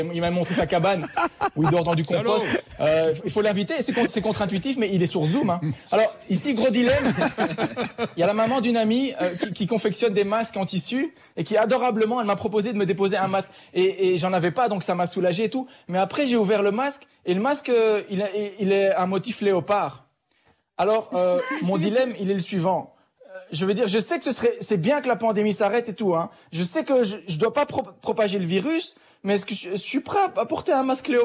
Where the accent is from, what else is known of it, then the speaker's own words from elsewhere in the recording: Belgium; Moi, j'ai grandi en Belgique.